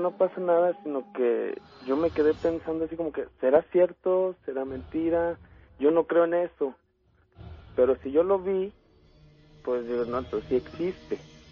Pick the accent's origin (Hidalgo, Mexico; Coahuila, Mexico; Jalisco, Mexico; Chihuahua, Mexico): Coahuila, Mexico; Saltillo; now in Aguascalientes, Mexico; Para todo esto, pues yo no soy de aquí, yo soy de Saltillo.